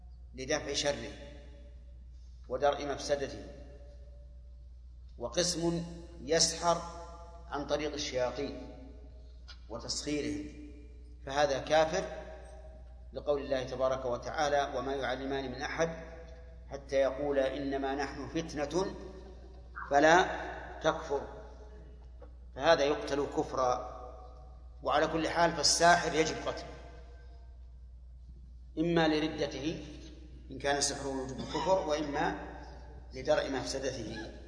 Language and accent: Arabic; Saudi Arabia; لأن الحاج حتى لو جاء مثلا وجد عندنا في السعودية يعني جماعة في التوعية ما يكفي